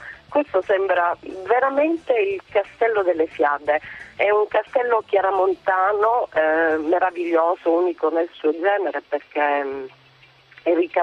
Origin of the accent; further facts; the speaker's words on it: Mussomeli, Sicily, Italy; Sarei meglio se riuscissi ad avere questa bacchetta magica per il mio paese di origine. Si chiama Mussomeli, è nel cuore della Sicilia, è un posto meraviglioso